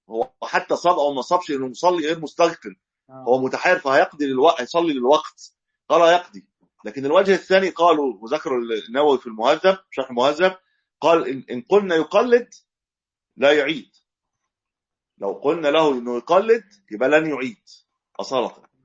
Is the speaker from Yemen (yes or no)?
no; Egypt; ودايما القبله عندنا في مصر ما بين المشرق والمغرب